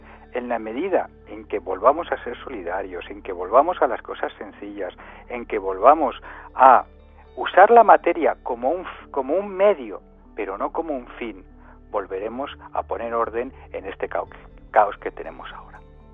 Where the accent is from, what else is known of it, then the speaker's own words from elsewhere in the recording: Castilla-La Mancha, Spain; Yo, que soy manchego, tengo un dicho, o en mi tierra hay un dicho